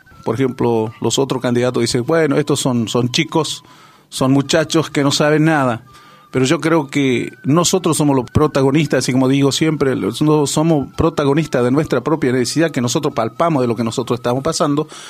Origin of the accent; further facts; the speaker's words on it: Quitilipi, Chaco, Argentina; yo soy de Quitilipi, de la colonia Origen, allí en lote 38.